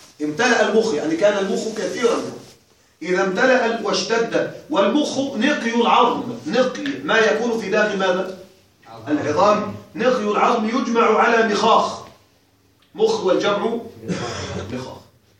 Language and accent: Arabic; Egypt; عندنا في مصر أكلة مشهورة جدا تسمى الكوارع